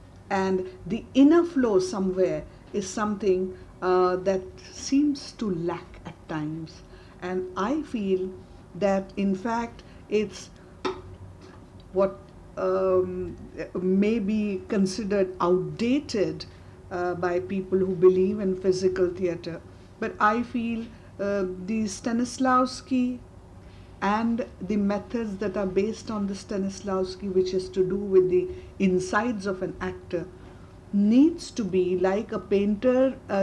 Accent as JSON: {"language": "English", "country": "India", "said": "when I feel as an Indian it's too ritual"}